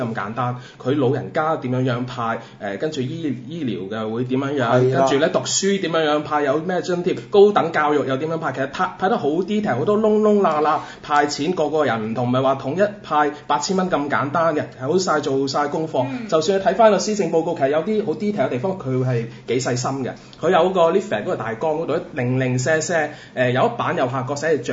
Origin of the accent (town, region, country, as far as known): Macau